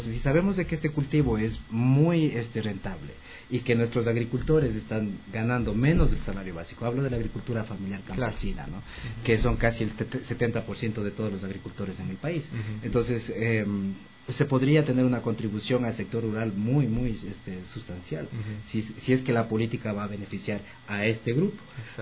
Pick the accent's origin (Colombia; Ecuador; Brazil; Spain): Ecuador; Porque la idea nuestra como fundación también y como ecuatorianos es de que estas nuevas políticas que se estén diseñando ahora en la actualidad sean inclusivas